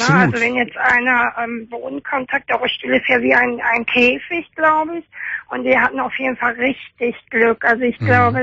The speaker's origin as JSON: {"language": "German", "town": "Oberhausen", "region": "North Rhine-Westphalia", "country": "Germany", "said": "Ich komme aus Oberhausen."}